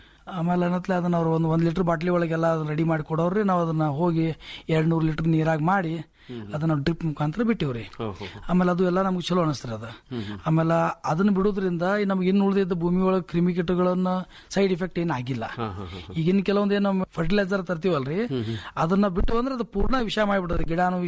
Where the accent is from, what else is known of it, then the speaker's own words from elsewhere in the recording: Babanagar, Karnataka, India; ನಮ್ಮ ಊರು ಬಾಬಾನಗರ, ತಿಕೋಟ ತಾಲೂಕು, ವಿಜಯಪುರ ಜಿಲ್ಲೆ ರೀ.